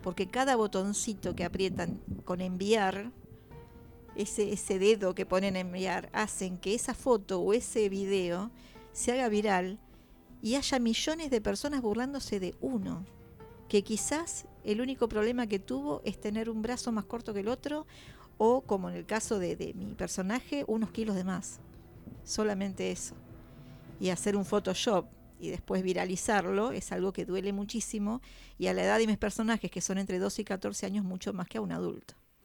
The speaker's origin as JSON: {"language": "Spanish", "town": "La Plata", "region": "Buenos Aires Province", "country": "Argentina", "said": "O sea, yo soy de Alto de San Lorenzo también."}